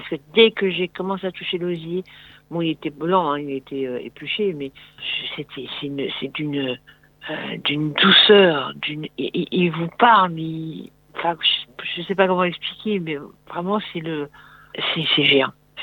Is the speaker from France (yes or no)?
yes; Fougères-en-Bois, Grand Est, France; Alors, je suis moi native de Fougères-en-Bois. J'habitais de la Croix-sur-Meuse, en fait. Juste le village avant.